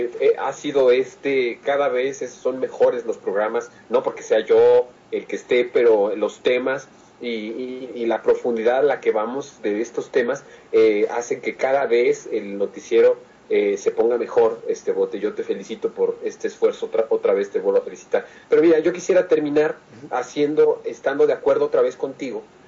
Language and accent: Spanish; Mexico; Si nosotros como mexicanos